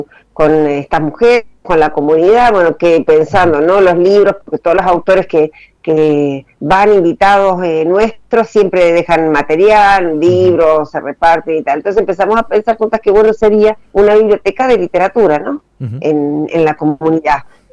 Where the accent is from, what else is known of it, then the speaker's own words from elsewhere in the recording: Mendoza, Argentina; now in Buenos Aires, Argentina; yo soy mendocina, pero vivo en Buenos Aires hace muchos años.